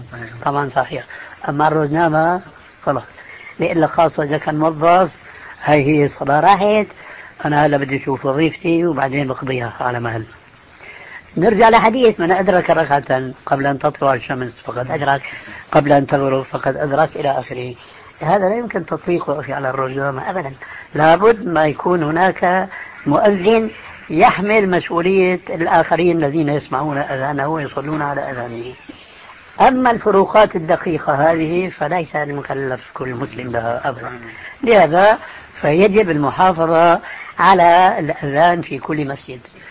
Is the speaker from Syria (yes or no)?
yes; Syria; كما يقولون عندنا في الشام